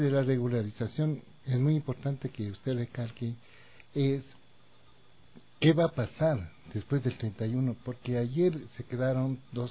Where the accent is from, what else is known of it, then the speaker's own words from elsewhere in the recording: Ecuador; casa de nosotros, de los ecuatorianos, de acogida, pero también tenemos que ponernos de parte nosotros, como ecuatorianos